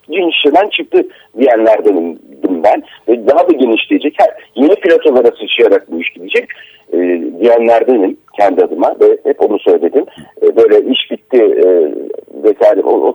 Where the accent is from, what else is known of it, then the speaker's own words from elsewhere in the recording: Akşehir, Konya, Turkey; Ben Akşehirliyim.